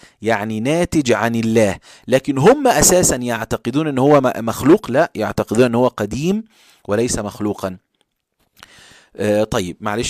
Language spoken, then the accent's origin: Arabic; Egypt; فاحنا كلمة بارد عندنا في مصر شتيمة.